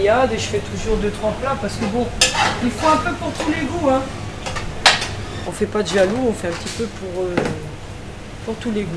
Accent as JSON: {"language": "French", "country": "Portugal", "said": "Non, c'est vrai que nous on est Portugais, de fait, mais on a toutes les nationalités."}